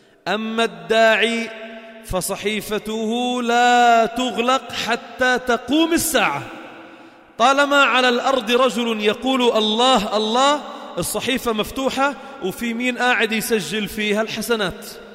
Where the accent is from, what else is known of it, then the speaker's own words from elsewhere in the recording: Lebanon; أنت من وين أنا من وين، قلت له I'm from Lebanon، من لبنان